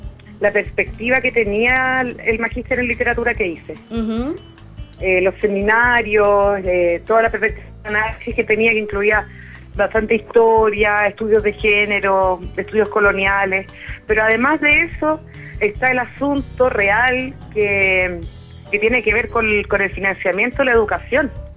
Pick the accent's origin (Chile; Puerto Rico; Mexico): Chile; Puerto Montt, Los Lagos; also born or lived in Argentina; now in Santiago, Chile; Luego me fui en mi adolescencia a Puerto Montt, estudié historia allá, después me fui a Argentina, ahora estoy en Santiago, así que en realidad siempre voy como recorriendo hartos lugares, no me defino como mucho de un lugar en particular